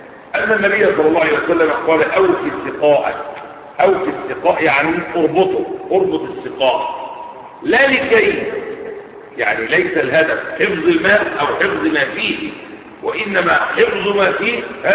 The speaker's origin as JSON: {"language": "Arabic", "country": "Egypt", "said": "فيسمى بالسقة في بلدتنا في مصر"}